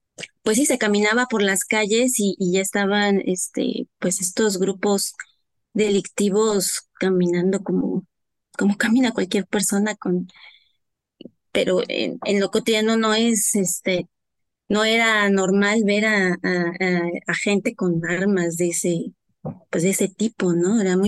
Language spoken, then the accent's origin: Spanish; Huautla de Jiménez, Oaxaca, Mexico; now in Valle de Chalco, Mexico; yo vivo en Valle de Chalco, No soy originaria de aquí, soy originaria de Oaxaca, de Huautla de Jiménez, de la Sierra Mazateca, somos migrantes.